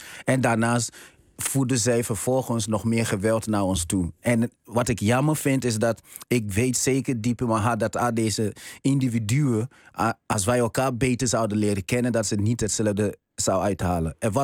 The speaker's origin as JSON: {"language": "Dutch", "town": "Amsterdam", "region": "North Holland", "country": "Netherlands", "said": "Ik kom uit Amsterdam, Bijlmer."}